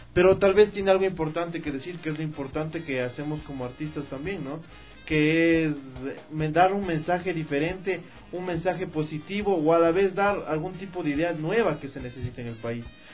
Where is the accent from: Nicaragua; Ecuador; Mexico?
Ecuador; lo principal como ecuatorianos, como profesionales, como comunicadores, como artistas